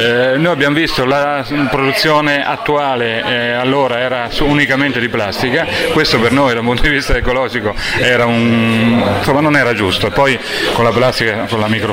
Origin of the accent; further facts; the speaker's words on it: Marche, Italy; Marchigiani, della zona calzaturiera del Fermano.